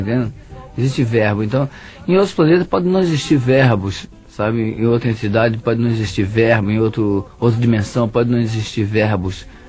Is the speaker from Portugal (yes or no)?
no; Bahia, Brazil; now in Rio de Janeiro, Brazil; quando eu vim para o Rio de Janeiro... Eu saí da Bahia em 67.